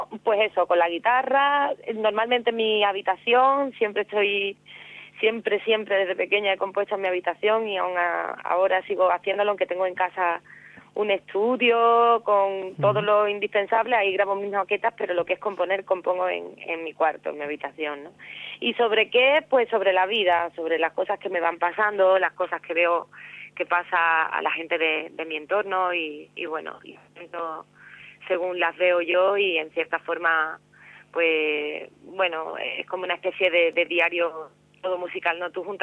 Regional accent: Cádiz, Andalusia, Spain; me dediqué a componer, a cantar por Cádiz, por mi tierra, por los sitios de alrededor

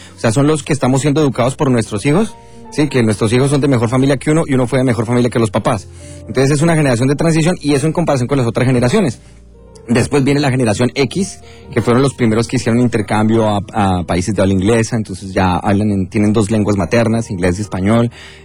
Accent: Bogotá, Colombia; se parece mucho al barrio donde yo crecí, en Colombia, a Modelia, a Normandía, y esa zona que era la zona de Bogotá donde yo crecí

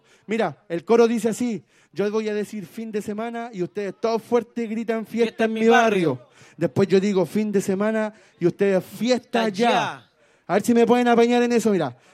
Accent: Chile; ¡Ey, Chile! Porque somos chilenos, hermano

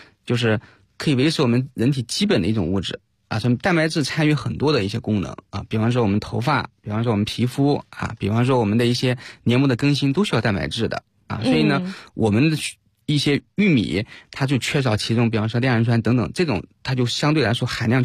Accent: China

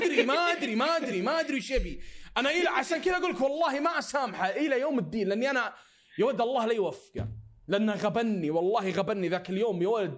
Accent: Saudi Arabia; يعني انا سعودي تعطيني راتب 2500

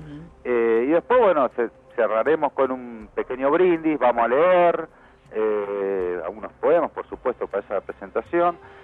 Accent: Morón, Buenos Aires Province, Argentina; yo somos de Morón

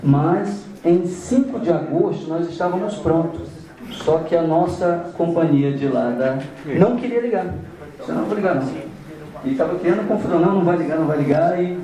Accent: Amazon, Brazil; Lá no norte do Brasil, na Amazônia.

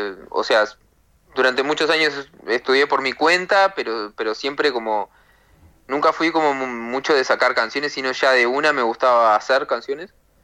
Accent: Montevideo, Uruguay; He vivido en muchos lugares, o sea, cuando era niño adolescente viví en Aguada, en el centro, en Positos, en Punta Carretas, después de joven viví en El Prado, viví en Capurro, viví en Jacinto

